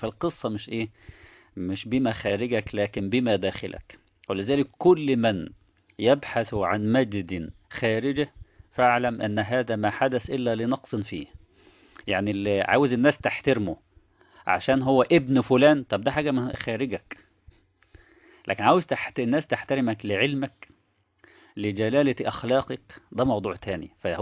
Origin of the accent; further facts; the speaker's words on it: Egypt; من وجهة نظرنا احنا كمصريين مثلا